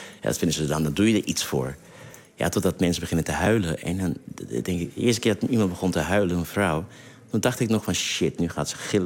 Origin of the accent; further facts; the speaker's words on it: Suriname; first language Saramaccan; Dutch is a second language; now in Netherlands; Nee, mijn moedertaal is Saramakkaans, hè.